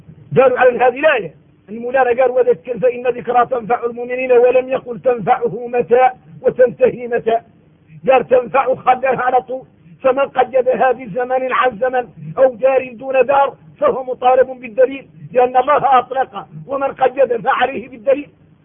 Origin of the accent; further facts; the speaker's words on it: Mauritania; من احنا موريتاني